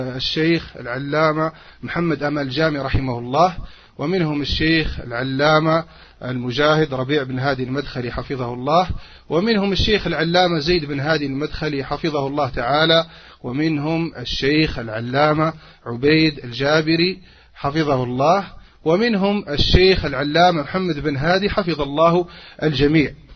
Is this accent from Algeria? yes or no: yes; Algeria; عندنا في الجزائر